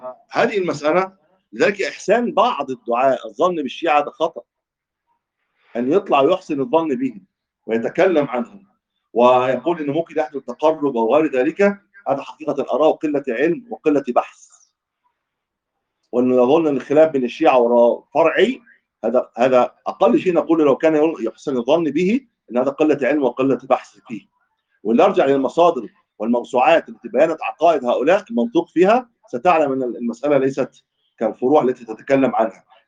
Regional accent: Egypt; ودول ايضا كان لهم تواجد عندنا في مصر

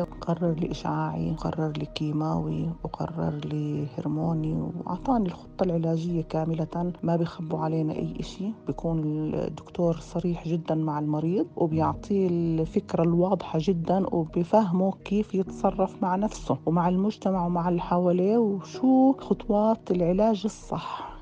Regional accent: Jordan; من الأردن، عمري 54 سنة، متزوجة وربة بيت حالياً

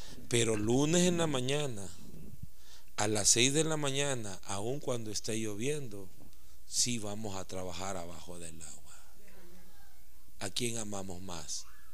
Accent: El Salvador; Así somos la cultura salvadoreña, así somos. Y yo, con esa cultura salvadoreña

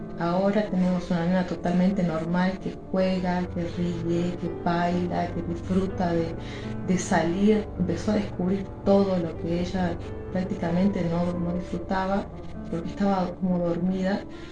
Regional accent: Salta, Argentina; Hola, somos de Salta, Argentina.

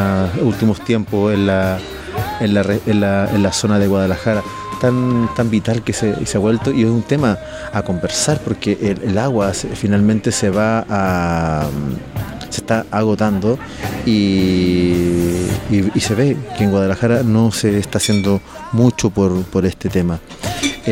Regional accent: Atacama, Chile; Un aguacero así, ¿cuánto beneficio traería al desierto de Atacama, de donde yo soy?

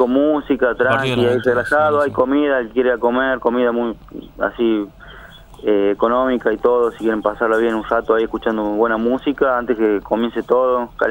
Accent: Chilecito, La Rioja, Argentina; nosotros, que somos de Chilecito.

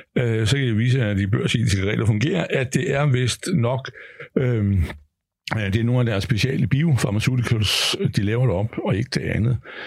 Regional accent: Hillerød, Capital Region of Denmark, Denmark; de skal poste ind i det oppe i Hillerød, hvor jeg kommer fra

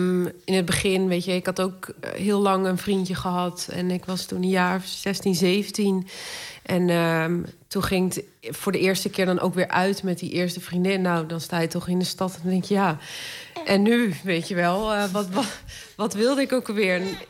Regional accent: Groningen, Netherlands; En ik kom uit Groningen en daar was helemaal niet echt heel erg veel.

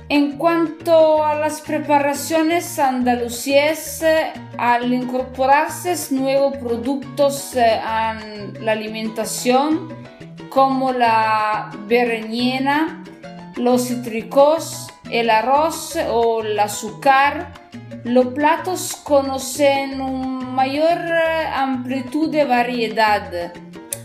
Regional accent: northern Italy, Italy; Spanish is a second language; recuerdo que yo soy italiana, del norte de Italia. Estudio español sola

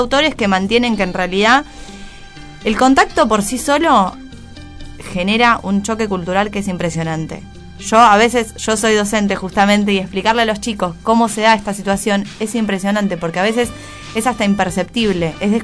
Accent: Argentina; Es preguntarnos nosotros como argentinos qué estamos festejando.

